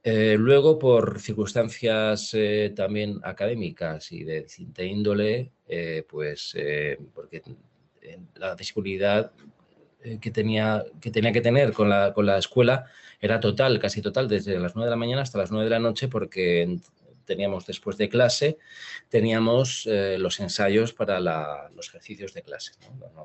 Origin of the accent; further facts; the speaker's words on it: Valencia, Valencian Community, Spain; now in Madrid, Spain; ¿me quedo en Madrid o me voy a Valencia, a mi tierra?